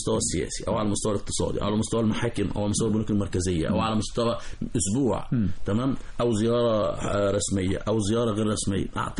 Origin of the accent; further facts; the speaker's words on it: Egypt; خلي بالك احنا مصريين شعب ذكي بالفطرة